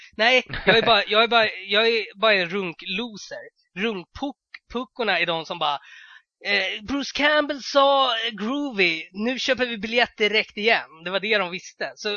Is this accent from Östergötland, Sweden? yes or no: yes; Norrköping, Östergötland, Sweden; att jag var från Norrköping och var tvungen att säga det, att som en mindre stad.